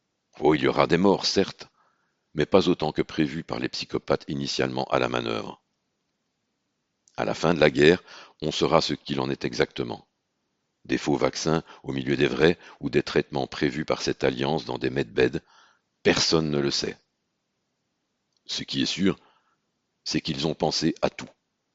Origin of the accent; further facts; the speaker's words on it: Belgium; Idem chez nous en Belgique